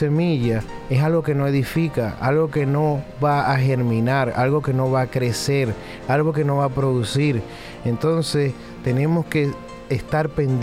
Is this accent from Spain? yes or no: no; Venezuela; Soy venezolano